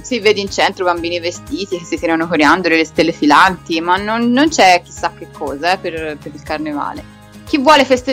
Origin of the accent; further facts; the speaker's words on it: Florence, Tuscany, Italy; Quindi io da fiorentina non ho mai apprezzato molto il carnevale, perché non c'è una gran tradizione.